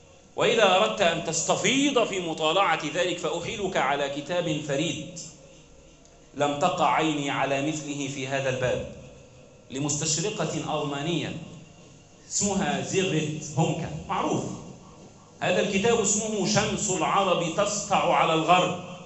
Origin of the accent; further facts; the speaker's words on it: Egypt; اللهم احفظ بلدنا مصر وسلمها من كل سوء وشر